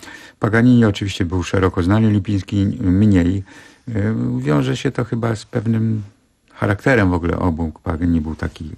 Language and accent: Polish; Gdańsk, Pomeranian Voivodeship, Poland; ja cały czas czuję się gdańszczaninem. W końcu w Gdańsku się urodziłem, w Gdańsku się wykształciłem. Do Gdańska regularnie przyjeżdżam.